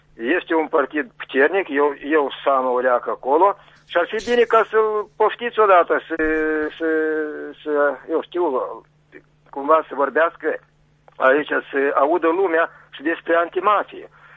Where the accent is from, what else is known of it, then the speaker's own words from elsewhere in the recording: Chișinău, Moldova; now in Criuleni, Moldova; sunt din Chișinău, dar acum sunt în Răionul Criuleni.